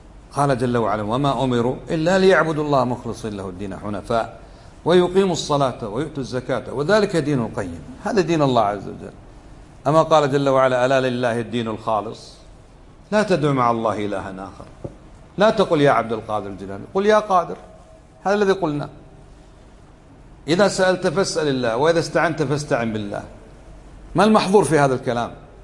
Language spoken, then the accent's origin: Arabic; Kuwait; علمنا ما هو الشرك القصور عندنا في الكويت